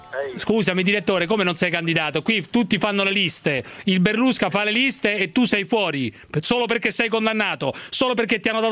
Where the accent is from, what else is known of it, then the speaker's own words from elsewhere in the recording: Rome, Lazio, Italy; Sono romano.